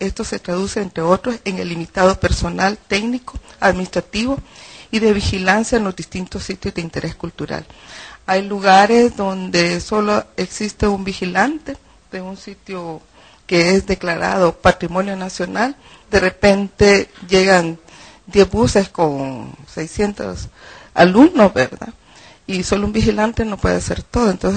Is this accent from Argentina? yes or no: no; El Salvador; Siento que esto aún como salvadoreños nos hace mucho falta que hacer.